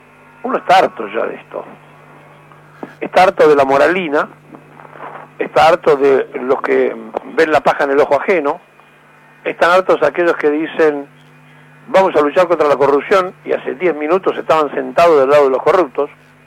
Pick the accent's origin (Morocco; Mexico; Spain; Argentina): Argentina; somos nosotros, los argentinos, los que hemos hecho esto